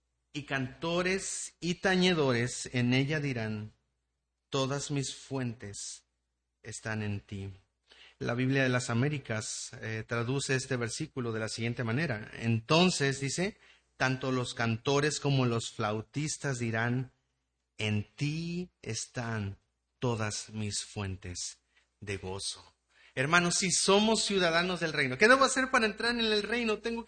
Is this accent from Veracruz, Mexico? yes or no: yes; Poza Rica, Veracruz, Mexico; also born or lived in Mexico City; Yo nací en la Ciudad de México, desde bien pequeño, pues me llevaron a Poza Rica y pues siempre digo soy de Poza Rica porque ahí son todos mis recuerdos, ¿verdad?